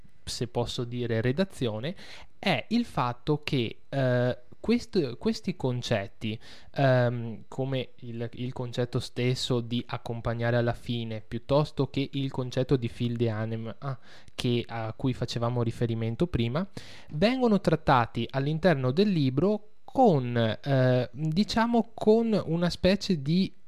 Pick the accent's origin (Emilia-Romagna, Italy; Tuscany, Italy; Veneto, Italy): Veneto, Italy; immagino a me come veneto, magari può risultare assolutamente sconosciuta